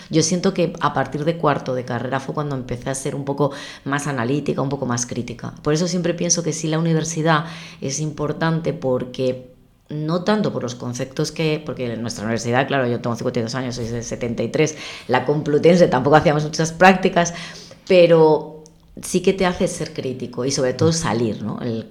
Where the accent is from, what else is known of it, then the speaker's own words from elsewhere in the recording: Oviedo, Asturias, Spain; yo soy de Oviedo y he querido ser periodista siempre.